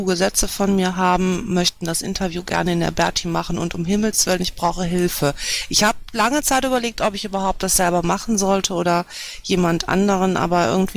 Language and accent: German; Düsseldorf, North Rhine-Westphalia, Germany; Also spontan würde ich sagen, dass wir als Düsseldorfer das auf unseren Blog auch nochmal bewerben.